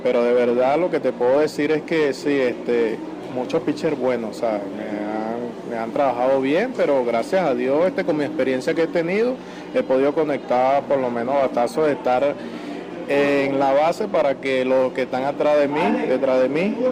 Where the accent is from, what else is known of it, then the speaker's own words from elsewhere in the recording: El Tigre, Anzoátegui, Venezuela; mi familia me va a ver, ya que yo soy del Tigre